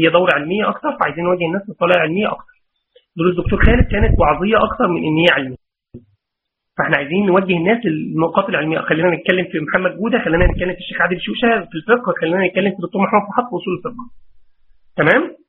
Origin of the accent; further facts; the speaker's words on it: Mansoura, Dakahlia, Egypt; انا من المنصوره